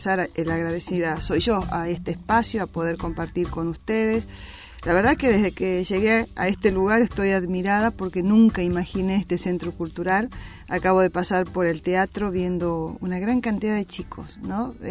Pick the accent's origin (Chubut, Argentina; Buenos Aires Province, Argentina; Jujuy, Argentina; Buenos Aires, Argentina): Jujuy, Argentina; allá en mi provincia de Jujuy